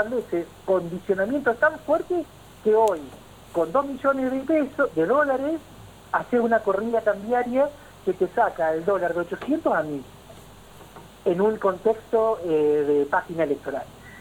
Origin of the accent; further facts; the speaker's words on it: Argentina; Tenemos esta mirada casi ombliguista que todo nos pasa porque somos argentinos.